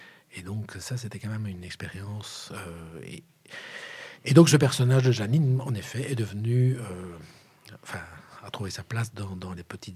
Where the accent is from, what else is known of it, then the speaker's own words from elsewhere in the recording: Brussels, Belgium; born there; Non, je suis né à Saint-Pierre.